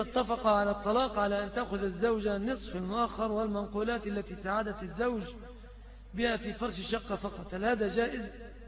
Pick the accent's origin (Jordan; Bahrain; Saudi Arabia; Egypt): Egypt; وبعض أهل البلاد العربية يأخذوها علينا كمصريين